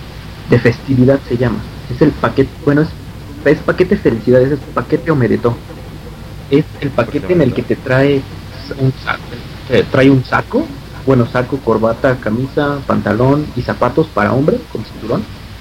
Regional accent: United States; saben que soy chicano, pues se ve mi bandera.

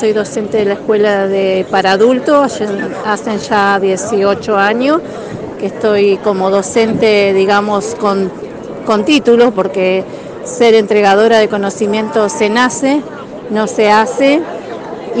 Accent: San Martín de los Andes, Neuquén, Argentina; me designaron como CONA, una autoridad de la comunidad de San Martín de los Andes. Soy de allá, mi linaje es de allá ancestralmente, soy de la Los Currinca Tugún

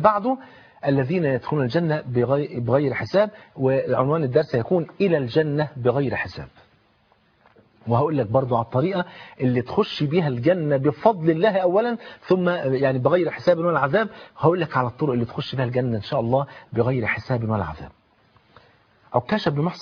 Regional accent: Egypt; عندنا في مصر في المترو بتاع حلوان بعد محطه

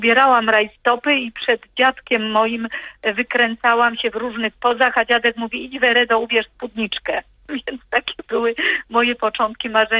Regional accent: Maków Podhalański, Lesser Poland, Poland; Zaczęło się wszystko w miasteczku, w którym się wychowywałam, w Makowie Podhalańskim.

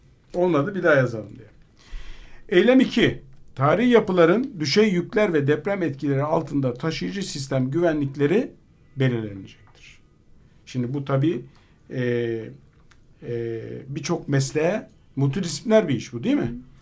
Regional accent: Istanbul, Turkey; Ben Fatih'te, Fener'de doğdum. Yani orada Samatya'da yaşadım. Çocukluğum bir kısmı Samatya'da geçti.

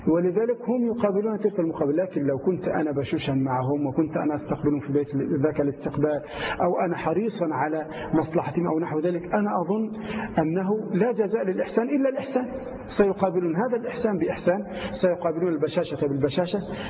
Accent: Egypt; الرجل لا سيما عندنا في مصر أو في كثير من دول الخليج وغيرها

